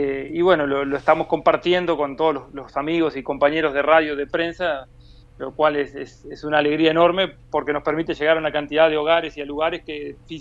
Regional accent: San Gregorio de Polanco, Tacuarembó, Uruguay; En realidad no somos ninguno oriundo de la capital. Yo soy de San Gregorio Polanco

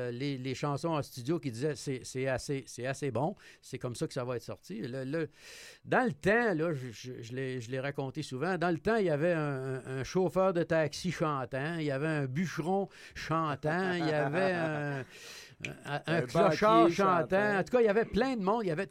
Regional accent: Quebec, Canada; j'étais tout petit. Je connais connaissais absolument rien dans ça. Je venais de l'Abitibi.

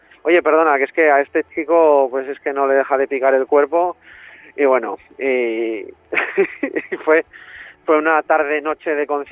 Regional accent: Tudela, Navarre, Spain; yo soy de Tudela, de Navarra, y el resto del grupo son de la provincia de Zaragoza.

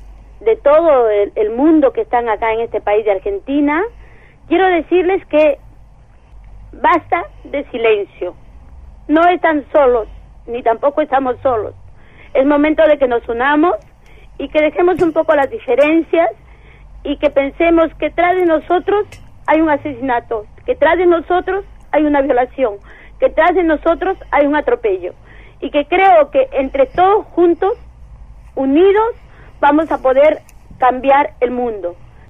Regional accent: Peru; yo soy peruana, si me pregunta por nacionalidad, sí. Pero a partir de la lucha en que estamos llevando ahora a nosotros, yo ya no me identifico como peruana en el ámbito migratorio.

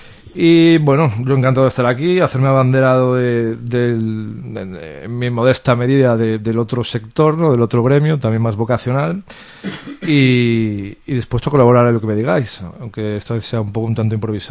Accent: Galicia, Spain; now in Barcelona, Spain; yo vine a Barcelona, soy gallego, cambiando de aires, cambio de vida personal

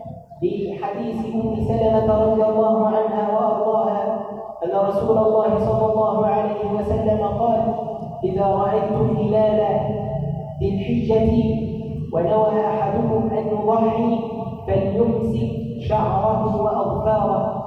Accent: Egypt; اللهم اجعل بلدنا مصر أمانا سخاء رخاء وسائر بلاد

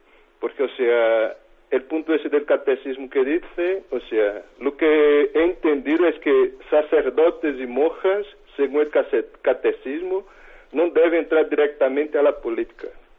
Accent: Brazil; now in Burgos, Spain; yo soy brasileño, vivo en Burgos

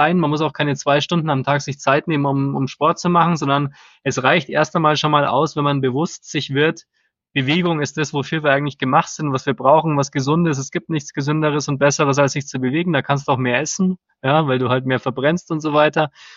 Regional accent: Bavaria, Germany; jetzt sind immer so viele Schweinshaxen, genau, gerade bei uns in Bayern natürlich.

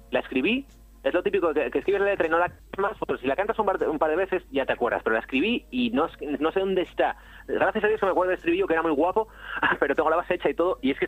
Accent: Asturias, Spain; also born or lived in Madrid; cuando estaba allí en Madrid echaba mucho de menos Asturias, y cuando vine pues ya era una explosión de qué bien que estoy en Asturias otra vez

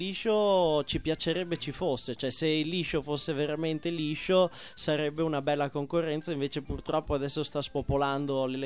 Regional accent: Bologna, Emilia-Romagna, Italy; Siccome siamo di Bologna, il maiale ci vede

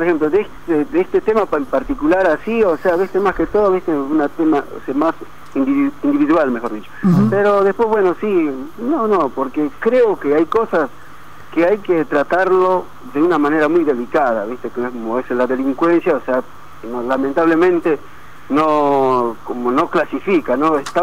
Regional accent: Bolivia; O sea, yo, o sea, soy boliviano, pero no estoy a favor de la delincuencia.

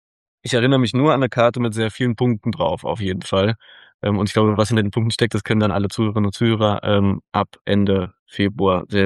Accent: Berlin, Germany; wie ich als Berliner stelle mir den Ruhrpott so vor

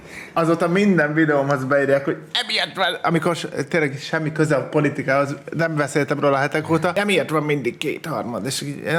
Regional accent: Hungary; Nem értik, hogy vidékről származom?

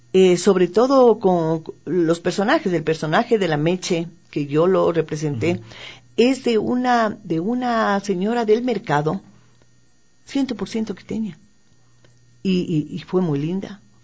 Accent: Quito, Pichincha, Ecuador; La parte humorística se refiere a lo que somos nosotros, los quiteños.

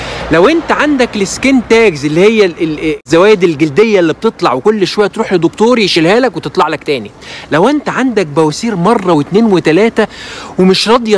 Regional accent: Egypt; احنا عندنا في مصر بنسميه فجل

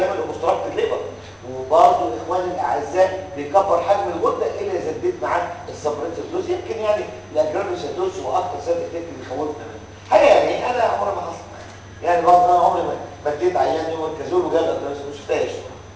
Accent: Egypt; احنا عندنا في مصر مش موجود. اللي موجود في مصر هو نيوميركازول

